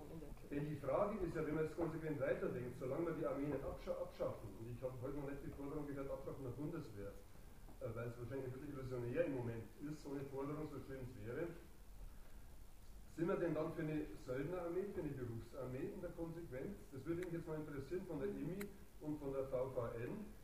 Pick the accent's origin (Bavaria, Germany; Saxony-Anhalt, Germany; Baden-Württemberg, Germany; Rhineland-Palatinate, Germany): Bavaria, Germany; Wie Sie hören, bin ich aus Bayern, sogar da war das möglich